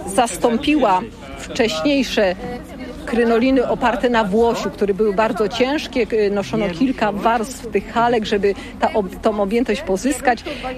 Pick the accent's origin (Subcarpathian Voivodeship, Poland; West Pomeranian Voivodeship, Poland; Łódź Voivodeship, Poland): Łódź Voivodeship, Poland; a ponieważ pochodzimy z tego województwa łódzkiego